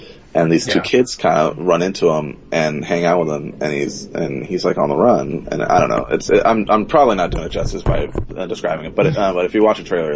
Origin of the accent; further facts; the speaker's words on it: Texas, United States; So, because I was raised in Texas... So we're all just kind of, so everybody in Texas just kind of cares about America in the school system.